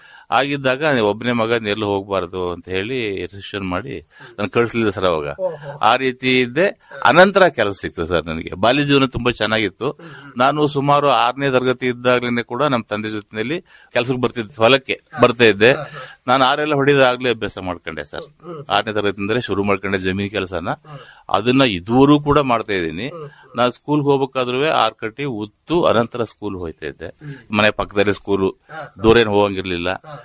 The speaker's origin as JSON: {"language": "Kannada", "town": "Arakalagudu", "region": "Karnataka", "country": "India", "tie": "born or raised there", "said": "ನಮ್ಮ ಊರು ಅರಕಲಗೂಡು, ಅರಕಲಗೂಡು ಟೌನ್."}